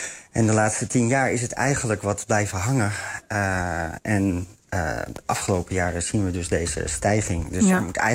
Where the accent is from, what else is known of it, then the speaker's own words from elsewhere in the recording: Netherlands; Dus ik kan alleen maar als Nederlander anekdotisch spreken dat ik ze heel veel zie.